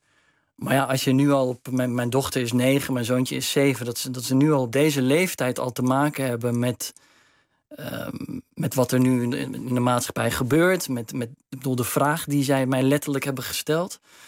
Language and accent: Dutch; Netherlands; Maar ik ben wel Nederlander, hè? Ik bedoel, het is mijn land.